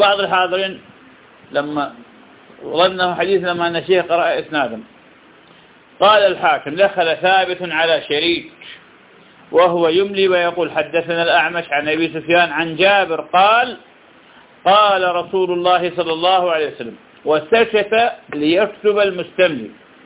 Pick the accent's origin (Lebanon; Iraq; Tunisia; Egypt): Iraq; البصرة من أغلى المحافظات عندنا بالعراق، وأهلها الآن للأسف من أفقر الناس